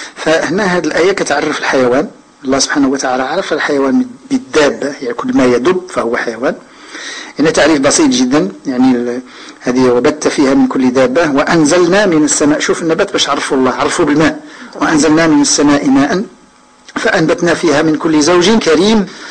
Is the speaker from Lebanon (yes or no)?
no; Morocco; كانوا النساء عندنا في المغرب كيفوروا كيعملوا كسكس على هذا الربيع